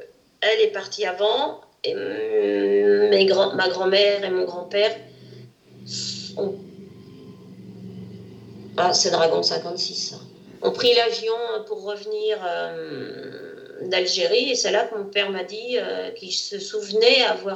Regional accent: Antony, Île-de-France, France; et moi je suis née à Antony.

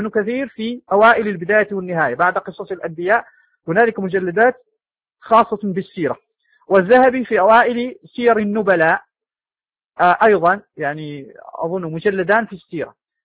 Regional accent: Morocco; وعندنا في المغرب أيضا كتب مؤلفة في تاريخ تواريخ بعض المدن المخصوصة

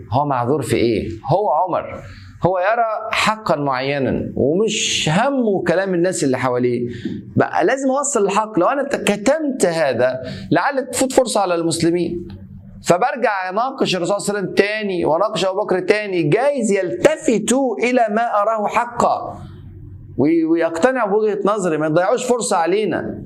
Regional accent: Egypt; زي بيقولوا عندنا في مصر

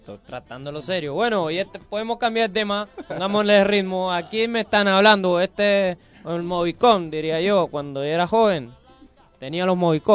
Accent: Puerto Rico; no solo de ahí de mi caserío, de todo lo que es mi pueblo por allá en Puerto Rico

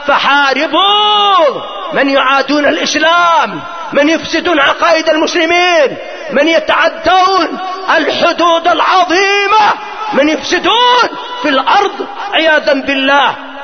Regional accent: Yemen; وإما هو مشهور عندنا في اليمن من الدجال صاحب بيت الفقيه

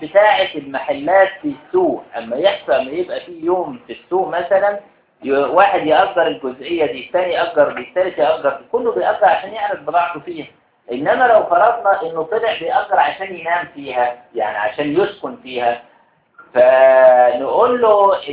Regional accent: Egypt; على الوقت اللي موجود عندنا في مصر بالذات

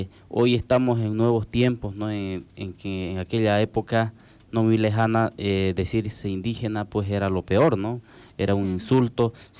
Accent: Lomerío, Santa Cruz, Bolivia; En el caso mío, ¿no?, soy de Lomerío

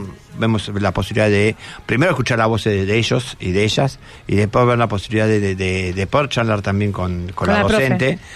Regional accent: Buenos Aires, Argentina; Muchas veces nosotros vivimos aporteneados, ¿no? Somos muy porteños

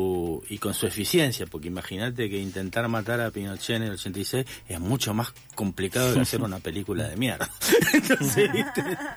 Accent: Rosario, Santa Fe, Argentina; yo de muy chico era militante, y en un pequeño partido en el que estaba en Rosario recibimos en los 80, 86, 87 a muchos de los escapados

